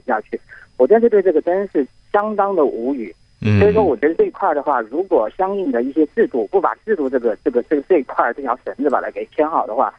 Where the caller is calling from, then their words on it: Jingzhou, Hubei, China; 我来自湖北荆州。